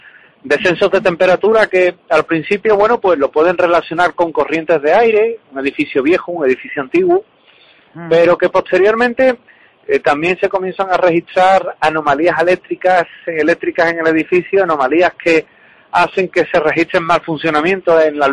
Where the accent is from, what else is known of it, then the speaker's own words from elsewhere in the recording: Seville, Andalusia, Spain; pues recomiendo la ruta de la tapa, pues evidentemente, sí, sí, como buen sevillano